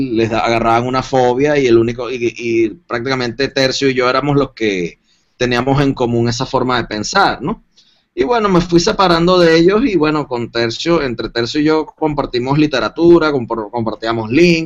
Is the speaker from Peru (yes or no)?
no; Venezuela; En cierto modo crecí en una familia de clase media en mi país, de valores hispanos, católicos, conservadores. Estuve en la universidad, la universidad donde yo estudié es una universidad latinoamericana, la Universidad Central de Venezuela.